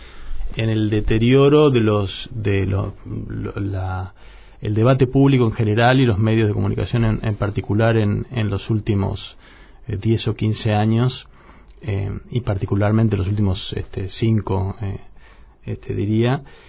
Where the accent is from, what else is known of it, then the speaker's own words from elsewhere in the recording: José C. Paz, Buenos Aires Province, Argentina; also born or lived in San Miguel; Yo crecí en José C. Paz y San Miguel, donde la frontera de clase y también la frontera étnica es muy visible, ¿no?